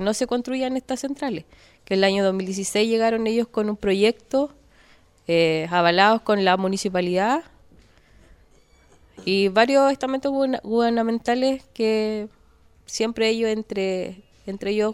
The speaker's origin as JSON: {"language": "Spanish", "town": "Contulmo", "region": "Biobío", "country": "Chile", "said": "Yo soy de Licura, eso está en Contulmo, Sora Lafquenche."}